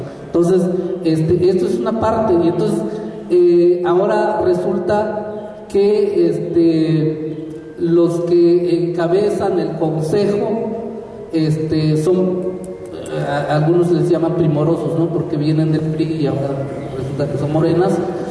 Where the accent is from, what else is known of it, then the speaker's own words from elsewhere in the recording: San Dionisio del Mar, Oaxaca, Mexico; soy comunero de San Dionisio del Mar.